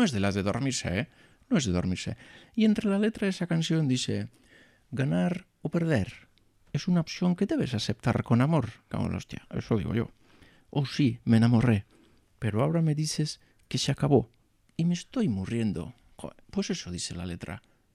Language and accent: Spanish; Bilbao, Basque Country, Spain; born there; Yo es que nací en Bilbao.